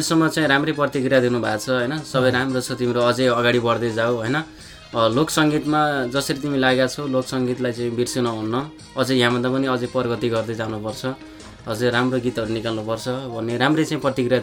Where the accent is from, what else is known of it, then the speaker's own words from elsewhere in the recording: Baglung, Gandaki Province, Nepal; त्यति बेला बागलुङ जिल्लामा मैले त्यति बेला मेरो बाल्यकालमा मैले चाहिँ त्यति बेला आज यो पप गीतहरू पनि मैले सुन्न पाएको थिइनँ